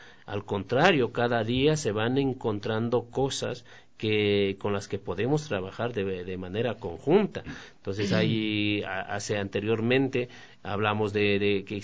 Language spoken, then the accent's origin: Spanish; Guaranda, Bolívar, Ecuador; born there; Y le decíamos, yo nací en Guaranda, entonces decíamos, éramos vecinos.